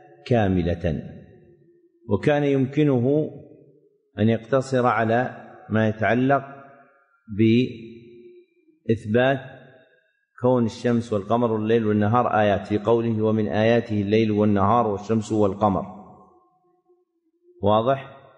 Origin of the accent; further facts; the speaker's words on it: Saudi Arabia; موجود عندنا في السعودية، لكن أنتم في مصر ما عندكم